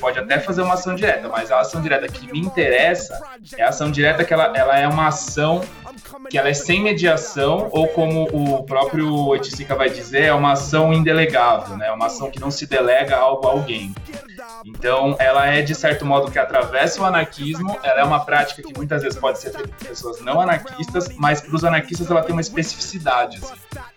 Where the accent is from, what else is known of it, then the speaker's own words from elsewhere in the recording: São Paulo, Brazil; eu sou de São Paulo